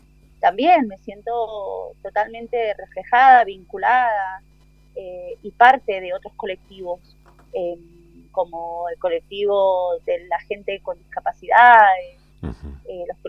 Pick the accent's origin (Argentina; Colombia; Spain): Argentina; born there; estamos las hermanas que nacimos en Argentina y que tenemos este gran arraigo por nuestra identidad boliviana